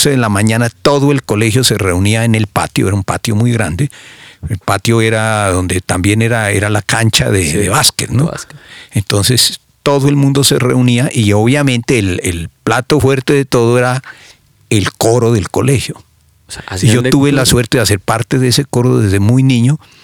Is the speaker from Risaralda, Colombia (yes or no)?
no; Pasto, Nariño, Colombia; also born or lived in Cumbal / Piedrancha; salí de Cumbal a los 3 años y salimos directamente a una finca que quedaba entre Pasto y Tumaco, en un sitio que se llamaba Piedrancha.